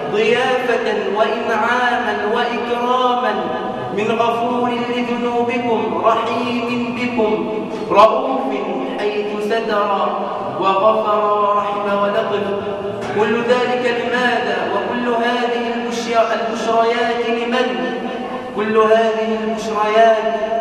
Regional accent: Egypt; اللهم اجعل بلدنا مصر

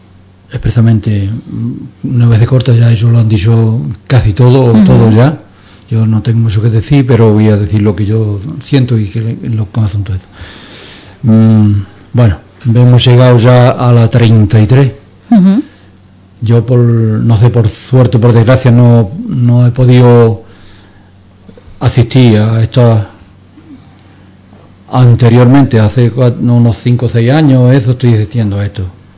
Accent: Ubrique, Andalusia, Spain; moved away; Yo tuve 33 años fuera de mi tierra

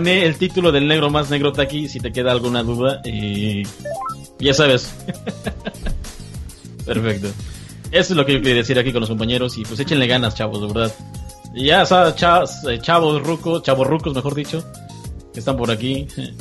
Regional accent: Mexico; Sigo siendo igual mexicano hasta el nopal y igual que todos ustedes, mis compañeros de México

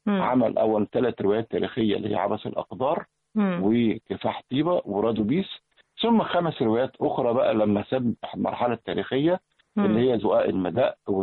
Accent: Egypt; احنا مصريين ولا عرب ولا فراعنة ولا احنا كل دول على بعض

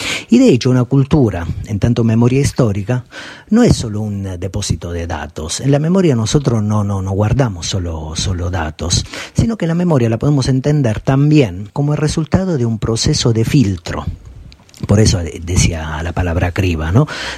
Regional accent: Italy; me remito a mi país de origen, Italia

